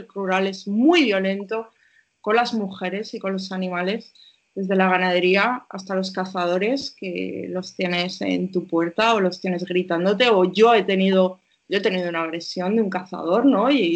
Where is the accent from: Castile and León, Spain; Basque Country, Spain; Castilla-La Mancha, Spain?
Castile and León, Spain; Yo soy una persona que vengo de un pueblo de Castilla y León, de un pueblo de España profunda, y me considero, y con los años más, me considero una persona de pueblo, que soy feliz aquí con el tractor y soy feliz haciendo cosas de pueblo